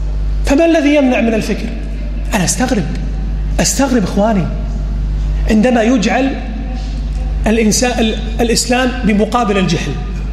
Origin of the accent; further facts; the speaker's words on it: Kuwait; مخرجات التعليم عندنا في الكويت سيئة